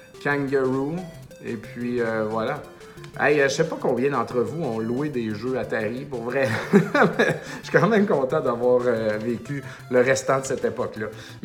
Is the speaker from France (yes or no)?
no; Saint-Joseph-de-Beauce, Quebec, Canada; Moi, je viens de Saint-Joseph-de-Beauce